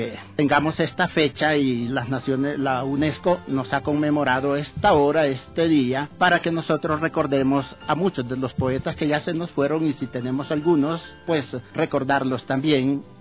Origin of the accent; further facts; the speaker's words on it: Honduras; moved away as an adult; Soy hondureño, pero ya vine aquí con mi lenguaje formado, con mi habla. De manera que a los 22 años yo ya hablaba como todo buen hondureño y entonces el acento lo traje